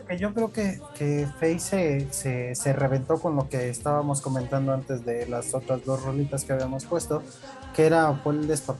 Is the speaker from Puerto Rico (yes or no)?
no; Mexico; porque como cultura mexicana creo que tenemos que tener uno de los que fue